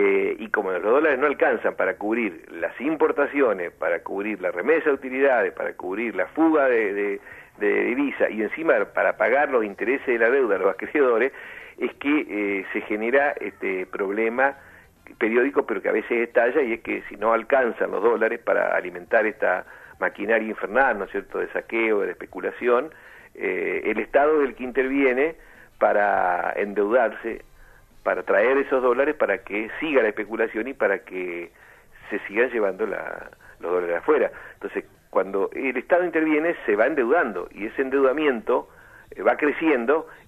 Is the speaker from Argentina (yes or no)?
yes; Argentina; no somos los argentinos los que tomamos las decisiones ni los que definimos las grandes estrategias